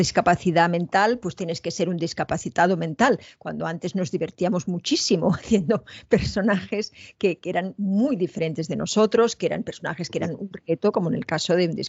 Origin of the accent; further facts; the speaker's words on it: Spain; que tampoco soy la española que todo el mundo piensa, ¿no?